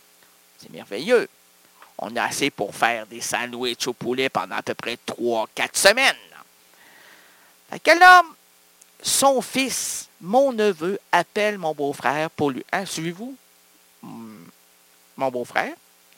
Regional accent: Quebec, Canada; On est heureux, on est des Québécois!

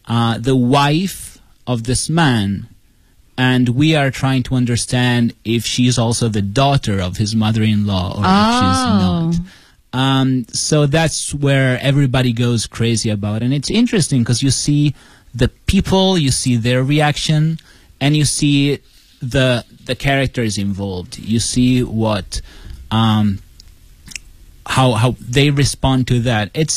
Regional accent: Italy; English is a second language; Especially if English is not your first language. Like for me, I come from Italy. Sometimes when I read in English, I have a harder time.

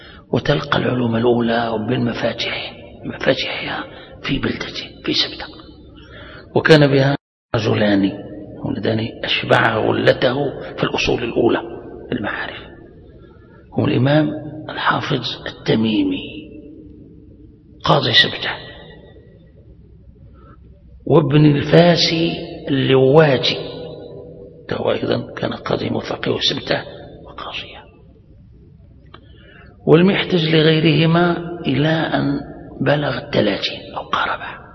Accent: Morocco; وسبتة هذه عندنا في المغرب نقطة عبور من قديم

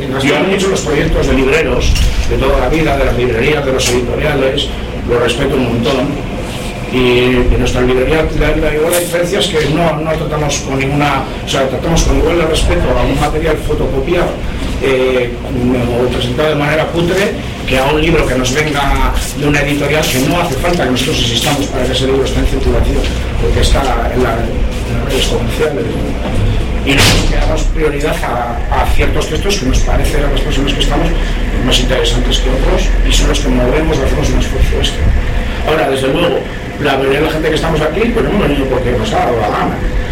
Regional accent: Vitoria-Gasteiz, Basque Country, Spain; menos que soy de Gasteiz

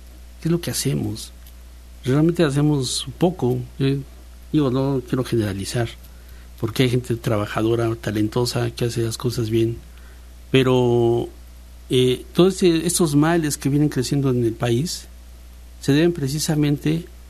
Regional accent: Mexico; Es que como ciudadano mexicano, yo sí me siento, que nos meten las manos a las bolsas tranquilamente, ¿no?

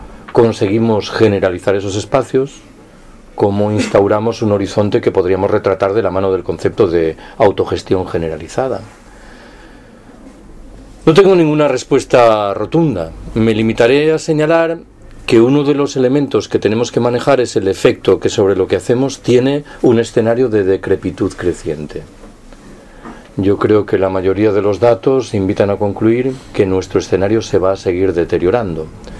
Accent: Galicia, Spain; Yo soy gallego, ¿eh? Que nadie se mosquee.

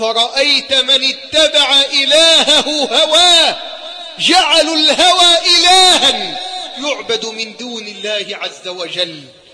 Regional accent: Egypt; اللهم احفظ بلدنا مصر من كل سوء وسائر بلاد

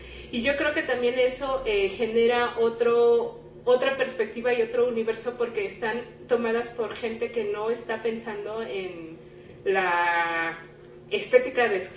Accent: Mexico; al saber que somos mexicanas, pues hay como un asunto de decir, ah, pues qué bueno que vienen

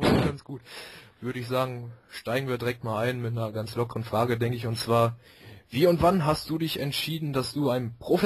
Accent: Bottrop, North Rhine-Westphalia, Germany; Ich komme ja aus Bottrop, ist ja direkt nebenan.

